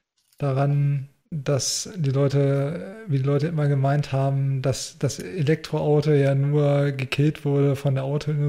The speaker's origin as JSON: {"language": "German", "town": "Hanover", "region": "Lower Saxony", "country": "Germany", "said": "Firma, die man als Hannoveraner natürlich kennt"}